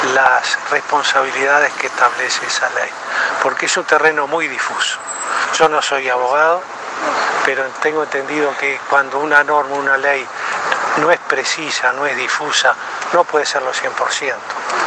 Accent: Uruguay; Como los uruguayos somos futboleros, y las uruguayas también, como un partido de fútbol.

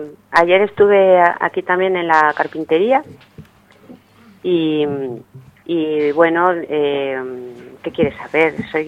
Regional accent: Madrid, Community of Madrid, Spain; born there; uno nace en una ciudad grande, yo nací en Madrid, y si no estás vinculada a algún pueblo

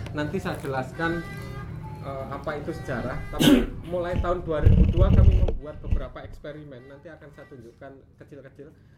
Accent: Yogyakarta, Special Region of Yogyakarta, Indonesia; saya dari Yogyakarta.

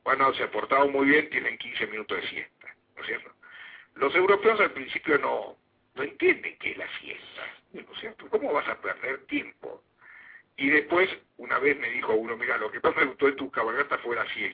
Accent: Argentina; porque somos argentinos y somos medios despatarrados, y somos medios cambiantes.

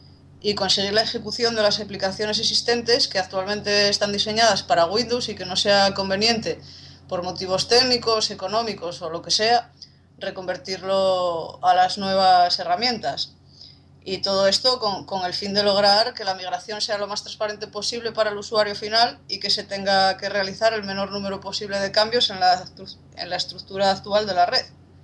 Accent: Cudillero, Asturias, Spain; De Cudillero, de lo que es mi concejo, mi pueblo.

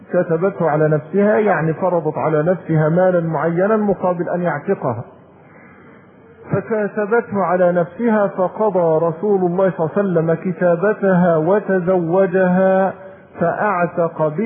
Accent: Egypt; دي للأسف اسوأ ما تكون عندنا في مصر

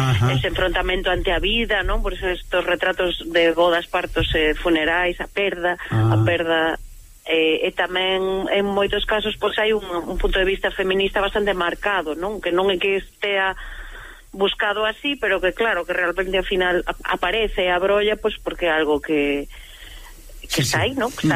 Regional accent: Vigo, Galicia, Spain; que son de Vigo, en 20 minutos estou en Valencia

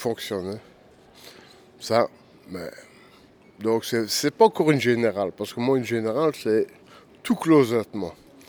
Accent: Liège, Wallonia, Belgium; moi, je suis un pur liégeois, je viens de Liège.

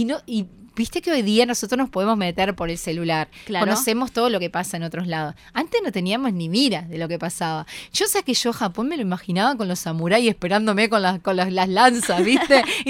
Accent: Santa Lucía, Canelones, Uruguay; born there; now in Montevideo, Uruguay; yo soy del interior, yo nací en Santa Lucía, si bien hace más de 20 años que vivo acá en Montevideo, más de 23 años, sí nací en Santa Lucía. Estábamos cerquita de Montevideo

